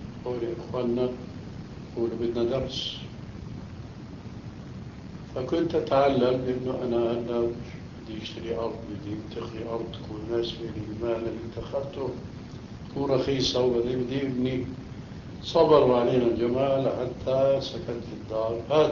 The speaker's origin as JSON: {"language": "Arabic", "town": "Damascus", "region": "Damascus Governorate", "country": "Syria", "tie": "born or raised there", "moved": "as an adult", "said": "فالشاهد هو هاجر بنا إلى دمشق، أما أنا هاجرت من دمشق بنفسي إلى هناك."}